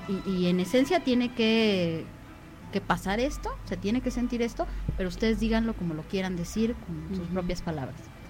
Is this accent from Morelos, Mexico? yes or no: yes; Morelos, Mexico; yo soy de Morelos y habemos varios de Morelos en el CCC